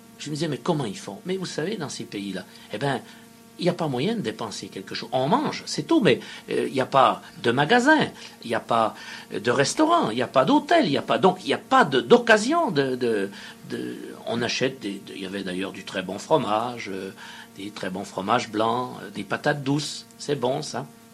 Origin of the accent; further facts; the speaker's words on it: France; j'ai dit, écoutez, on est français, tout ça.